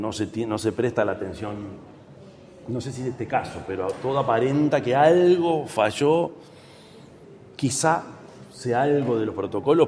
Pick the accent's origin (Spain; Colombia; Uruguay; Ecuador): Uruguay; Yo soy el presidente de Uruguay